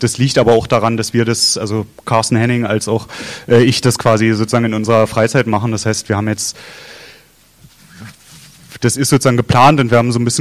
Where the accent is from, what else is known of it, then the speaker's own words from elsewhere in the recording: Berlin, Germany; Also ich kenne es aus Neukölln, wo ich herkomme, sozusagen